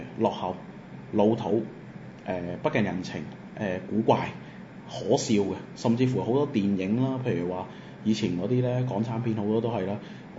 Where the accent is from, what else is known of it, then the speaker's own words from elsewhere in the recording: Macau; 我係澳門人，就冇嘢可以代表到我哋澳門。我哋澳門人就係澳門人